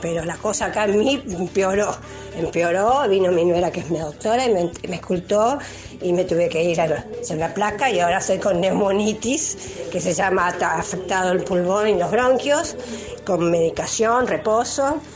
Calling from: Quilmes, Buenos Aires Province, Argentina; de Quilmes.

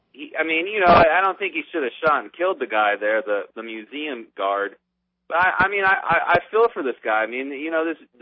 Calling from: Las Vegas, Nevada, United States; in Las Vegas.

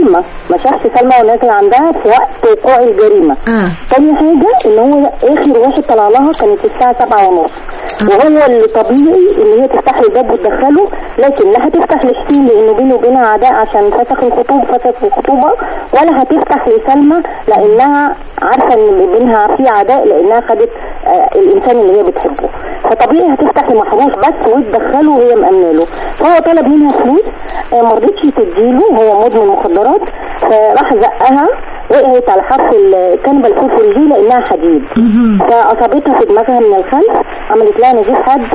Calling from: Cairo, Cairo Governorate, Egypt

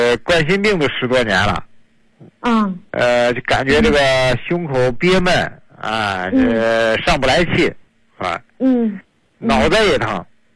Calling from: Shijingshan, Beijing, China; 我是北京石景山的。

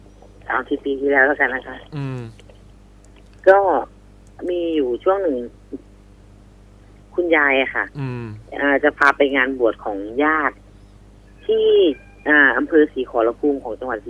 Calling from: Buriram, Thailand; บุรีรัมย์ค่ะ

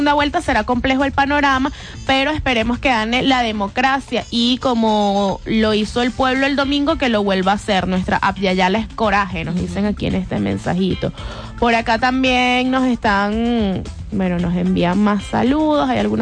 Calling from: Valencia, Carabobo, Venezuela; hola, muy buenos días, soy de Valencia

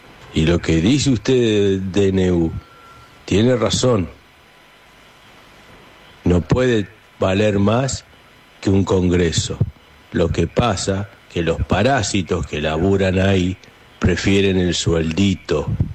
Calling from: Buenos Aires, Argentina; de Núñez.

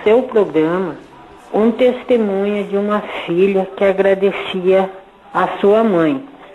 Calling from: Colombo, Paraná, Brazil; sou de Colombo.

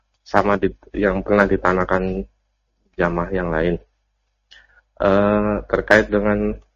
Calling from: Surakarta, Central Java, Indonesia; Saya dari Solo Ustaz.

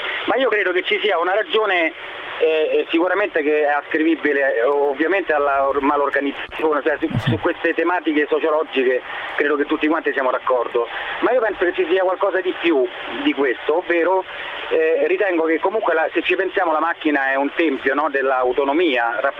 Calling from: Rome, Lazio, Italy; No, sono da Roma.

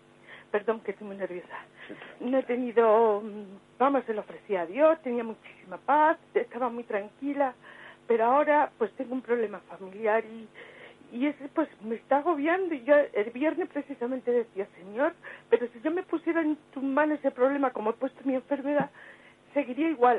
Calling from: Madrid, Community of Madrid, Spain; soy de Madrid.

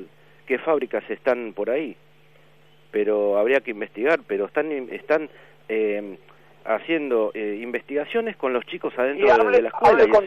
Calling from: Berazategui, Buenos Aires Province, Argentina; de Berazategui.

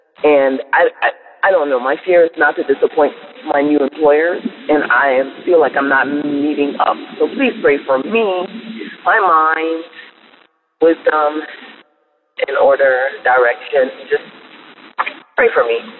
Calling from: Charlotte, North Carolina, United States; Good morning, Dabbers. I am calling from Charlotte, North Carolina.

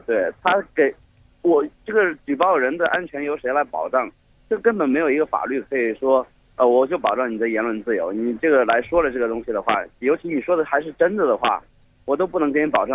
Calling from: Changsha, Hunan, China; 我现在来自长沙。

